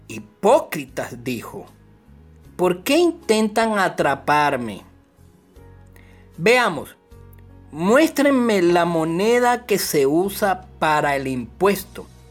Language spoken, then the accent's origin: Spanish; Venezuela; en nuestro caso somos venezolanos